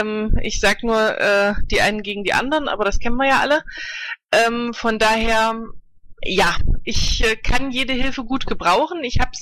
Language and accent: German; Leipzig, Saxony, Germany; ich bin aus Leipzig und ich bin hier ab in 16 Tagen Stadträtin.